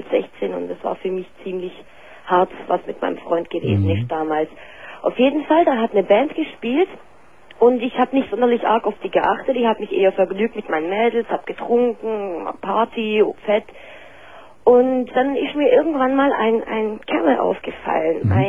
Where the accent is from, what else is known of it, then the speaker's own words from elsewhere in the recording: Nagold, Baden-Württemberg, Germany; Ich komme aus dem Schwarzwald, ich komme aus Nagold.